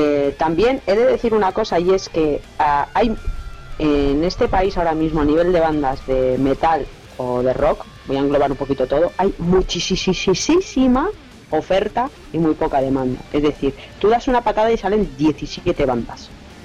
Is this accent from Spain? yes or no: yes; Vitoria, Basque Country, Spain; son una banda de mi casa, yo también soy de Vitoria